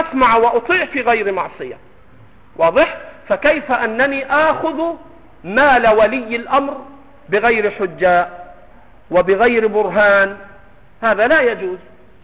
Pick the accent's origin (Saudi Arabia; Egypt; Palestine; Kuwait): Egypt; سمك الأراميط عندنا في مصر سمك عليه دهن